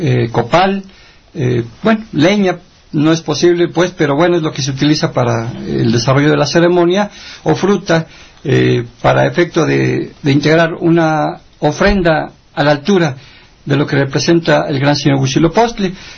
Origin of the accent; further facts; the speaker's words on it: Mexico; Sentimos que esa es la manera como los mexicanos, en unidad y con la base en nuestras raíces originarias, vamos a poder salir adelante